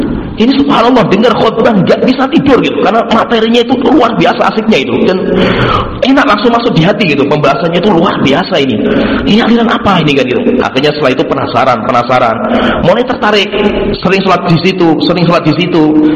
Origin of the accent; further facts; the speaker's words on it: Tengaran, Central Java, Indonesia; saya itu aslinya itu lahirnya Kabupaten Semarang, yaitu kampung saya itu dulu Kabupaten Semarang. Tengaran itu kayak Aisyah Tengaran itu kan Kabupaten, bukan Salatiga, Kabupaten.